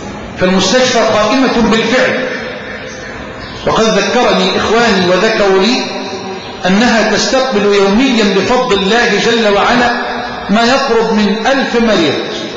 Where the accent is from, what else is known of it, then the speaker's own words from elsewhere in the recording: Egypt; اللهم اجعل بلدنا مصر واحه للامن والامان